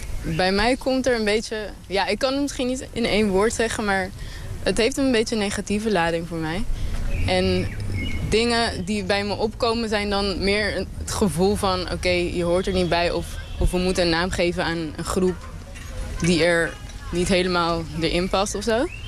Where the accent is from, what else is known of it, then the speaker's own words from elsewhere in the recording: Curaçao; ik voel me geen Antilliaan, ik voel me gewoon een Judy Curaçao. Dus ik voel me een Curaçaonaar.